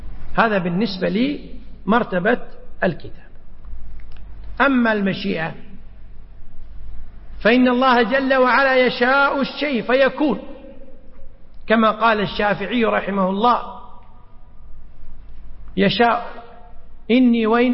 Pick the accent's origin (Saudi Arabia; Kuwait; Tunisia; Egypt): Kuwait; عندنا في الكويت إذا أردنا السفر إلى مكة برا، كم طريق عندنا برا؟